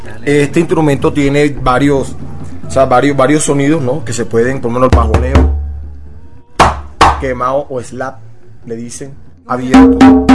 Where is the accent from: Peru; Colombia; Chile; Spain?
Colombia; Puerto Colombia, Atlántico; Puerto Colombia, Atlántico.